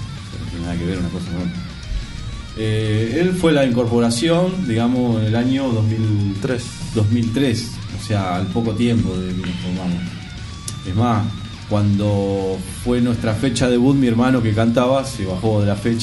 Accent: José C. Paz, Buenos Aires Province, Argentina; Nosotros somos de José C. Paz.

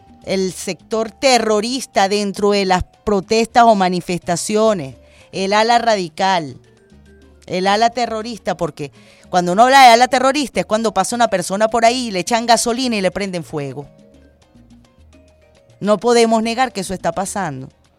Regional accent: Venezuela; Todos somos venezolanos, todos tenemos lo mismo

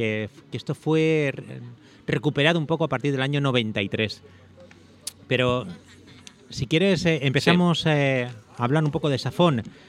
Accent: Madrid, Community of Madrid, Spain; also born or lived in Cuenca / Guadalajara; now in Toledo, Spain; inmigrante interior, pero bueno, vengo de Madrid, Cuenca, Guadalajara, y llegar a Toledo pues es también una inmigración.

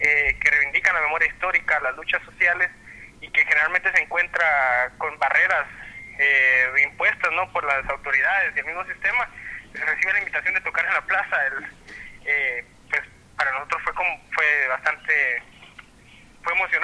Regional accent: Antigua Guatemala, Sacatepéquez, Guatemala; nosotros somos de Antigua

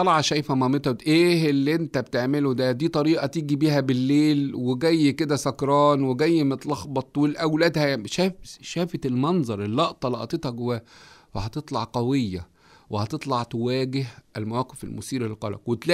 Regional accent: Egypt; قلت له ده احنا عندنا في مصر بتلم الجيران

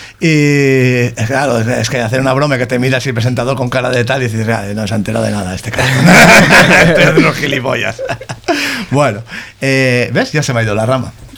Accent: Bilbao, Basque Country, Spain; yo me criaba en la grada de San Mamés y soy de San Ignacio

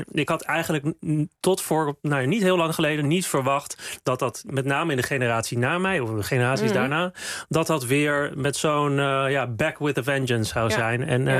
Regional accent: Amsterdam, North Holland, Netherlands; Ik kom zelf uit Amsterdam-West, dus de buurten Slotervaart en Osdorp, met een groot aandeel mensen met een migratieachtergrond. Mm-hmm. Dus ik weet ook, toen ik daar zelf opgroeide, voel ik me ook niet veilig om daar uit de kast te komen.

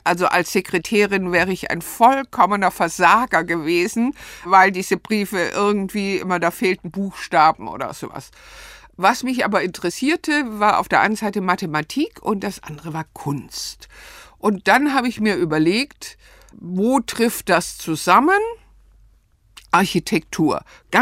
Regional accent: Stuttgart, Baden-Württemberg, Germany; also born or lived in Ludwigsburg; dann ging es zurück nach Stuttgart. Aufgewachsen bin ich in Stuttgart-Bad Cannstatt.

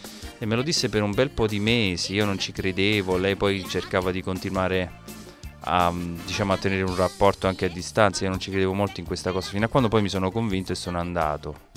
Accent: Campobasso, Molise, Italy; Io vengo da Campobasso, che per chi non lo sapesse...

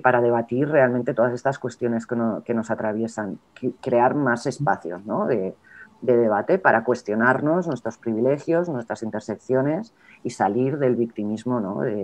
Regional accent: Spain; es que yo soy europea y, yo tengo, y esto tiene un peso, y yo soy española

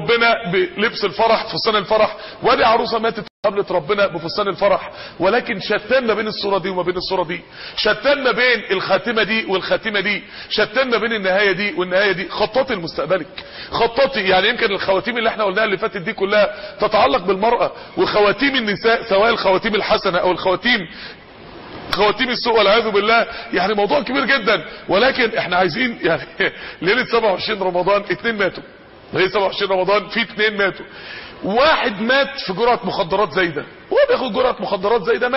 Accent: Mansoura, Dakahlia, Egypt; وده ساكن قدام اكبر منطقه فيها نوادي افراح عندنا في المنصوره

